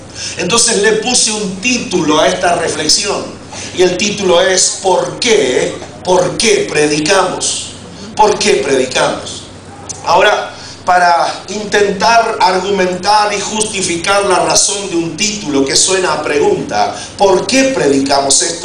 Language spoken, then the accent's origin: Spanish; Argentina; La diferencia entre ustedes, puertorriqueños, y yo, que soy argentino